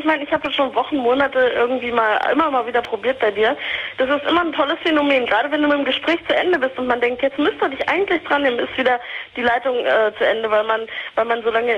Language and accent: German; Germany; Ich bin ursprünglich Marokkanerin, bin aber in Deutschland aufgewachsen.